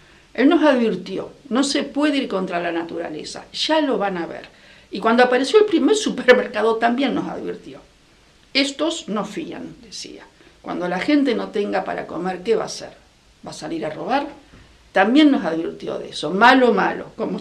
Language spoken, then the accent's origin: Spanish; Rosario, Santa Fe, Argentina; born there; Yo nací en Rosario, pero soy hija de padres de ambos de la península ibérica, de Salamanca y de Burgos.